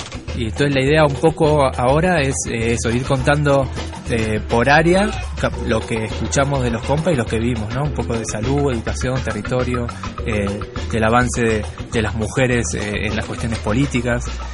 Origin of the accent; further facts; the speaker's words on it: Argentina; Por ejemplo, yo vengo de Argentina y los pueblos originarios allá están como antes del 94